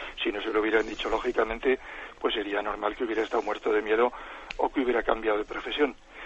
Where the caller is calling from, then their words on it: Zaragoza, Aragon, Spain; de Zaragoza.